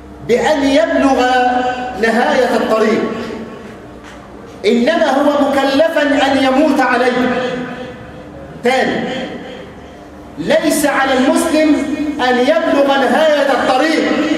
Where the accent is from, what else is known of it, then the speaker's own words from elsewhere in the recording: Egypt; اللهم اجعل بلدنا مصر أمنا أمانا سخاء رخاء وسائر بلاد